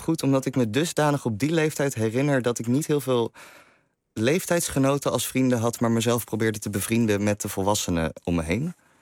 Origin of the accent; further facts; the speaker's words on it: Amsterdam, North Holland, Netherlands; also born or lived in Limburg; Maar als je als Amsterdammer met kunstouders op een middelbare school waar iedereen maar normaal moet doen